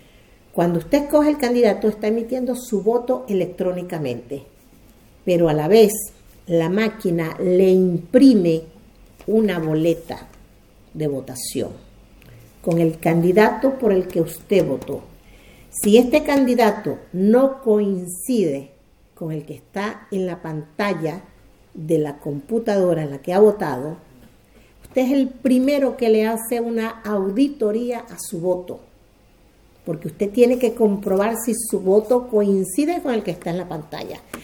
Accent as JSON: {"language": "Spanish", "country": "Venezuela", "tie": "born or raised there", "said": "mi pueblo, que queda 7 horas de Caracas"}